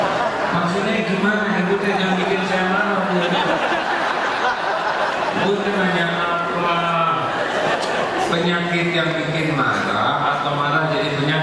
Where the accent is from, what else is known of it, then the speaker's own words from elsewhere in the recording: United States; born there; Indonesian is a second language; Saya tidak pesan lahir di Amerika.